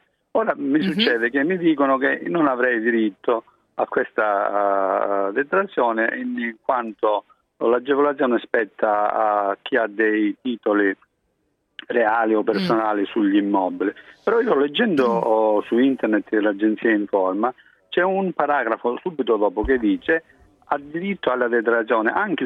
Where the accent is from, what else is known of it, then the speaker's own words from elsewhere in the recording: Catanzaro, Calabria, Italy; Io sono di Catanzaro